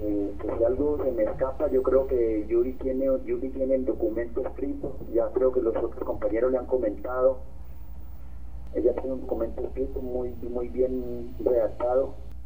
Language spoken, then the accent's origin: Spanish; Colombia; Entonces no sé a dónde iremos a parar con el sistema de justicia que tenemos en Colombia